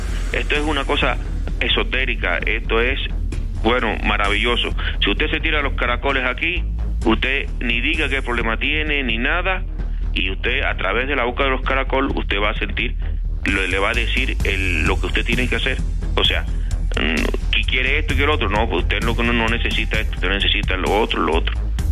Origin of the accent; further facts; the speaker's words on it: Cuba; yo soy extranjero, yo soy cubano.